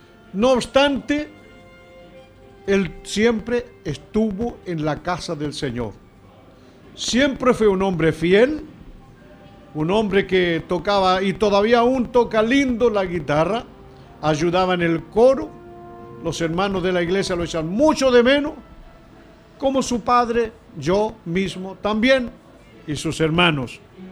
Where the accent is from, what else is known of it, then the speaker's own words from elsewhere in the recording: Chile; como acontece aquí en mi país, en este Chile lindo, querido.